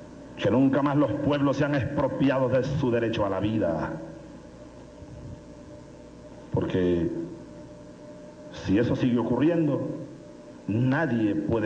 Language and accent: Spanish; Venezuela; rebeldes venezolanos del 92 hicimos una rebelión que fue legitimada sin duda alguna. No hoy, porque yo soy presidente ahora de Venezuela